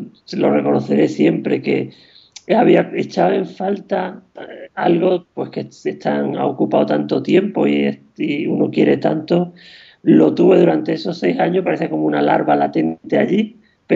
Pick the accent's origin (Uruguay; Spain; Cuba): Spain; Huelva, Andalusia; me federé en Huelva, que es mi ciudad natal